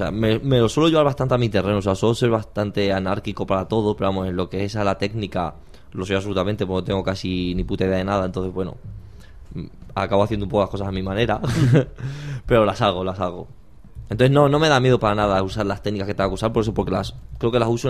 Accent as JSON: {"language": "Spanish", "town": "Talavera de la Reina", "region": "Castilla-La Mancha", "country": "Spain", "tie": "born or raised there", "moved": "yes", "said": "Pues yo soy un chico de Patrocinio San José, un barrio de Talavera de la Reina. Me fui de allí hace 10 años"}